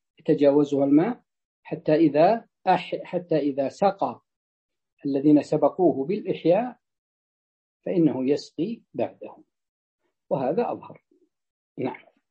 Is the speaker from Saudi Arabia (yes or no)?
yes; Najd, Saudi Arabia; تجد أن حتى عندنا في نجد عندما تفتح السدود تفتح فتأتي إلى المزارع